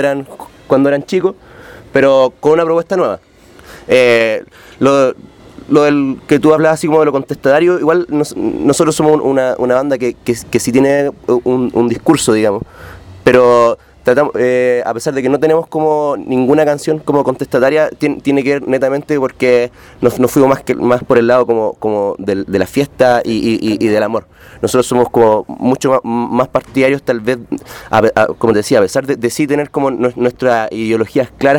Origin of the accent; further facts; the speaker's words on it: Chile; la mayoría de nosotros de la banda, que cuando, no sé, teníamos 11, 12 años, nacimos y crecimos escuchando cumbia allá